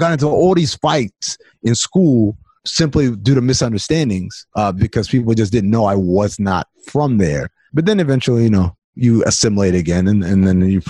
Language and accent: English; New York, United States; also born or lived in Sudan; growing up in New York, my parents were all like, we're not from here. We're going to go back to where we're from one day.